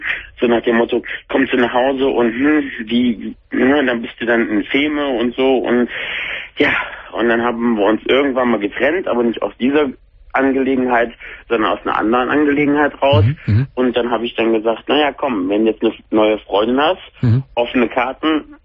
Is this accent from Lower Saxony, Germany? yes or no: no; North Rhine-Westphalia, Germany; Ich komme aus der Nähe von dem anderen Ort von Köln, der große Parkplatz von Köln.